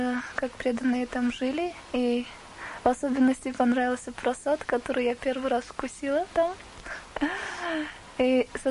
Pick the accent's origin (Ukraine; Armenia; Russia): Armenia; now in Watford, United Kingdom; я ученица Шрила Рикеша Свами в Швишнупад, сама армянка, и живу в Бхактивиданта Мэнори уже 2 года.